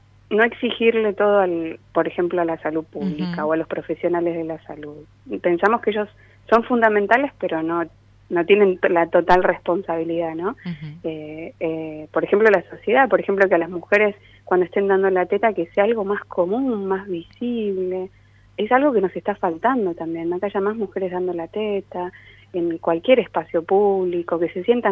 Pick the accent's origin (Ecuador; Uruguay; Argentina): Argentina; Entre Ríos; yo trabajo en un hospital en Entre Ríos. Nosotros uh-huh. venimos de Entre Ríos.